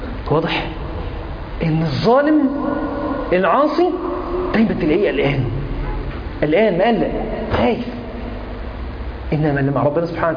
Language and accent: Arabic; Egypt; هو حمام عام عندنا في مصر تحديدا